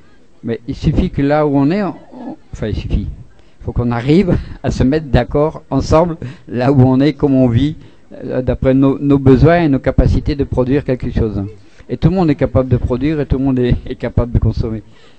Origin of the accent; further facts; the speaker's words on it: Grand Est, France; Moi, je suis Lorrain, c'est qu'il y a déjà plein d'échanges entre l'Allemagne et la Lorraine